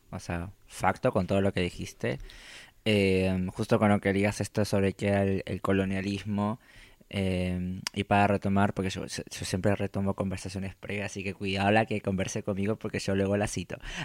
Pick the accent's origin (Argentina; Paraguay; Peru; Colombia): Peru; Yo vengo de Perú